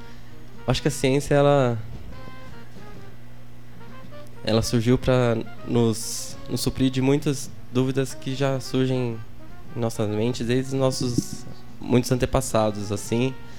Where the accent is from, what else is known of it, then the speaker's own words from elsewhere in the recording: Pouso Alegre, Minas Gerais, Brazil; moved away as an adult; also born or lived in Imbuyuna; now in São Carlos, Brazil; Eu nasci em Imbuyuna, Minas Gerais, terra da batata. Mas logo depois me mudei para Pouso Alegre, que é uma cidade um pouco maior, que é vizinha de lá. E fiquei lá até os 21 anos. Daí depois já vim direto para São Carlos.